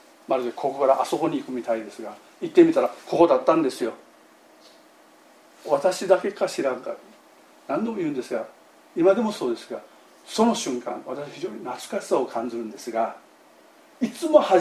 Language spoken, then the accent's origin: Japanese; Amami Oshima, Kagoshima, Japan; 私の田舎はね、奄美大島のね、山の向こう側にある小さな集落ですがね